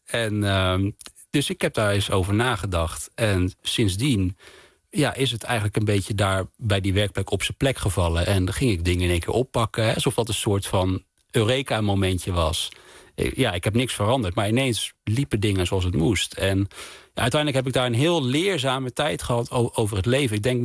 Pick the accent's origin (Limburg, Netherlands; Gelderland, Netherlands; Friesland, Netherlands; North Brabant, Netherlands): Gelderland, Netherlands; Wageningen; now in Amsterdam, Netherlands; ik woonde toen al in Amsterdam. En deze fabriek stond in mijn in Wageningen, waar ik ben opgegroeid.